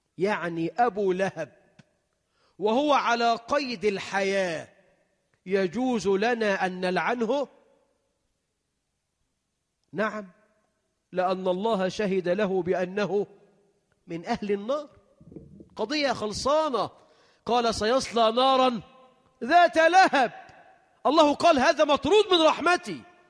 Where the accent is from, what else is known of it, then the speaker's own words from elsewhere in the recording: Egypt; اللهم اجعل بلدنا مصر أمنا أمانا، رخاء سخاء